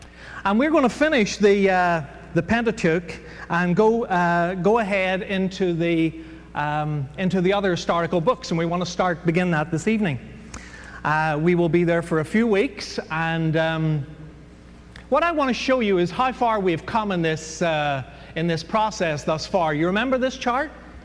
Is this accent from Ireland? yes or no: yes; Ireland; Nabil Saud is Lebanese, and I'm Irish, and that's a lethal combination.